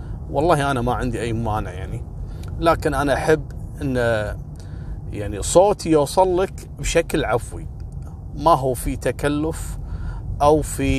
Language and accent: Arabic; Kuwait; على فكرة إحنا عندنا في الكويت رجال المباحث هم رجال اللي يشتغلون مع رجال الأمن في المخفر في قضية الشرطة